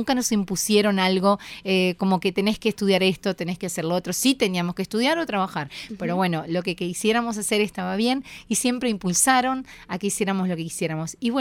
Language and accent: Spanish; Santa Lucía, Canelones, Uruguay; born there; now in Montevideo, Uruguay; yo soy del interior, yo nací en Santa Lucía, si bien hace más de 20 años que vivo acá en Montevideo, más de 23 años, sí nací en Santa Lucía. Estábamos cerquita de Montevideo